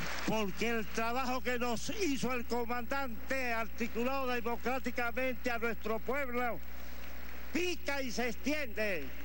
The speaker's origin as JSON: {"language": "Spanish", "country": "Venezuela", "said": "vengo de Venezuela"}